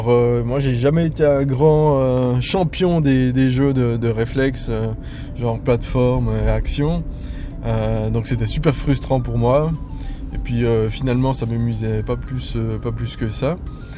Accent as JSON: {"language": "French", "country": "Switzerland", "said": "je suis suisse, j'habite du côté de Lausanne"}